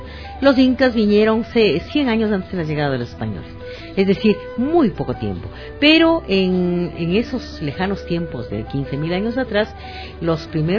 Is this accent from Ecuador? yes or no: yes; Ecuador; para ser lo que somos ecuatorianos.